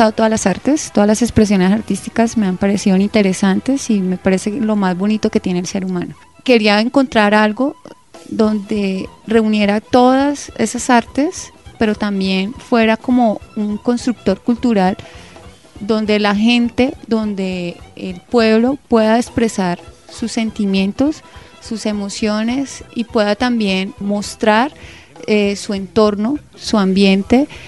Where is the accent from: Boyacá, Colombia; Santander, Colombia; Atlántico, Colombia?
Santander, Colombia; San Vicente de Chucurí; Primero, pues, San Vicente, ¿por qué? Porque soy oriunda de San Vicente.